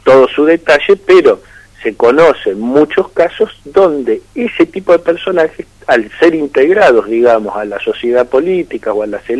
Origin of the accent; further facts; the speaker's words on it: Argentina; quiénes somos nosotros, quiénes somos los argentinos.